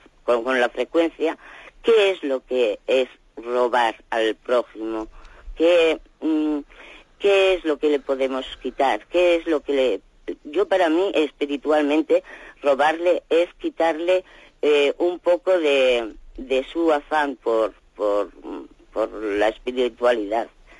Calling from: Lleida, Catalonia, Spain; de Lérida.

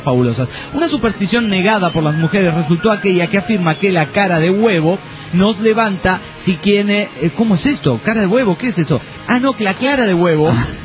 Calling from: Necochea, Buenos Aires Province, Argentina; Muy bien, acá en Necochea cagándonos de frío.

